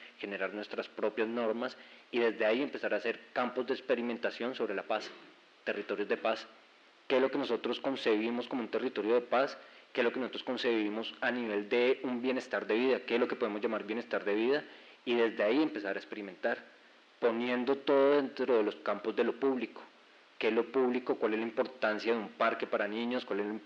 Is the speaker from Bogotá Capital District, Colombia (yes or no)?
yes; Bogotá, Bogotá Capital District, Colombia; vengo de Bogotá con dos procesos